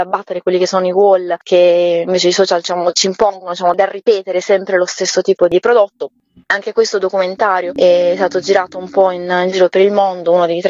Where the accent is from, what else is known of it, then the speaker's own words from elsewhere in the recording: Apulia, Italy; Ovviamente noi da pugliesi conosciamo molto bene il territorio